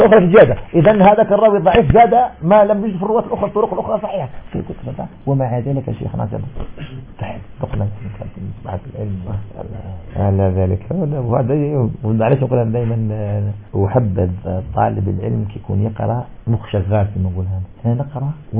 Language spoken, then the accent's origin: Arabic; Algeria; moved away; نشأت في بيئة مالكية فكنا نرى 84 كيلو ثم انتقلت من الجزائر إلى الدراسة السعودية